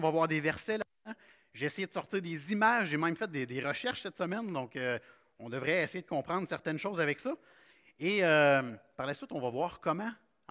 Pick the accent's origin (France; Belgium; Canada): Canada; Quebec; Et bien que nous soyons chrétiens ce matin, on est des Québécois.